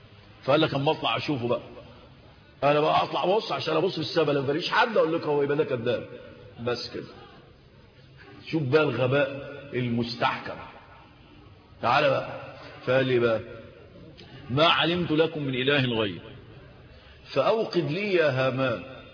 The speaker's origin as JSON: {"language": "Arabic", "country": "Egypt", "said": "في الدلتا عندنا في مصر"}